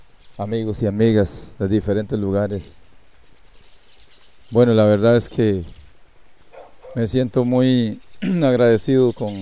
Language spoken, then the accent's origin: Spanish; Costa Rica; nosotros somos costarricenses y tenemos que tener el mismo trato de cualquier otro costarricense. Aquí vivimos adentro, en el territorio